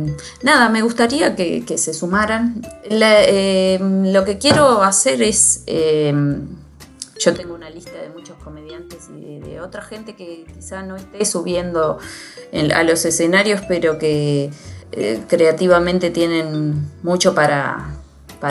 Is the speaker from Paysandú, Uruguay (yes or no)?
no; Libertad, San José, Uruguay; yo soy del interior del Uruguay. De una ciudad que se llama Libertad, y en el departamento de San José.